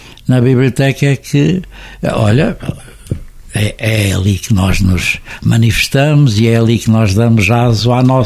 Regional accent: Coimbra, Portugal; mantive-me sempre aqui fiel, sou aos de Coimbra, são os coimbrinhas, eu sou um oliveirinha, gosto muito da minha terra

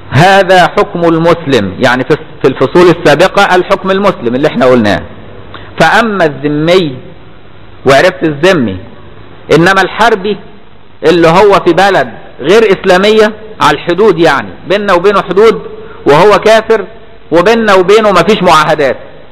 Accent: Egypt; عندنا في مصر

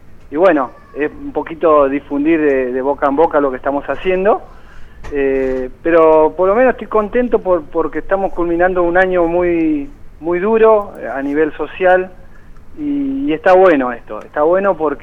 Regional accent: Espinillo, Formosa, Argentina; esto fue un poquito ayudar a mi provincia o directamente a mi pueblo, allá en Espinillo Formosa

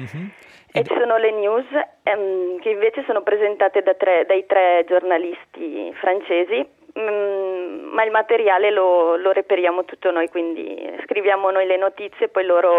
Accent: Bergamo, Lombardy, Italy

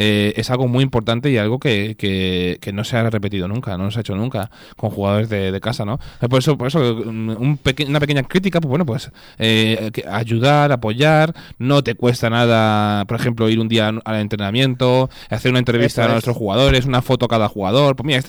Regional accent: Talavera de la Reina, Castilla-La Mancha, Spain; de nacido y criado en Talavera

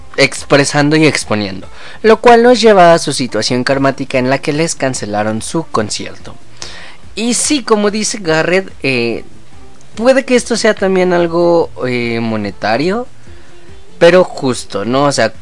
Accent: Chile; las chilenas no somos como... chilenas, no somos como los argentinos o peruanos.

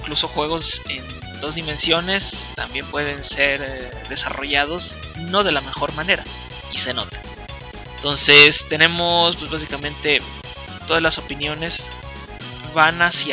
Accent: Mexico; Nosotros somos de México

